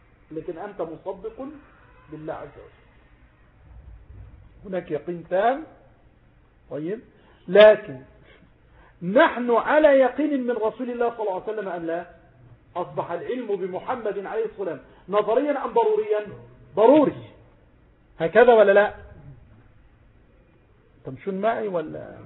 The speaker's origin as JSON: {"language": "Arabic", "town": "Mansoura", "region": "Dakahlia", "country": "Egypt", "said": "إنسان جاء مثلا من إسكندرية إلى عندنا في المنصورة هنا مثلا"}